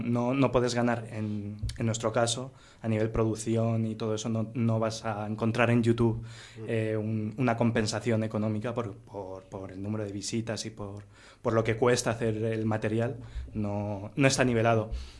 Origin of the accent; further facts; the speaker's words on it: Castile and León, Spain; Ah, también soy del Bierzo.